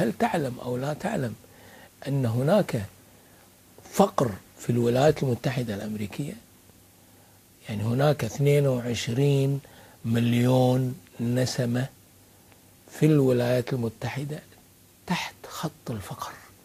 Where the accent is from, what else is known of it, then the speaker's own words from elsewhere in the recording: Kuwait; هاي لهجتنا احنا بالكويت، يعني اكيد انتم عندكم في اليمن لهجة اخرى اكثر فصاحة منا احنا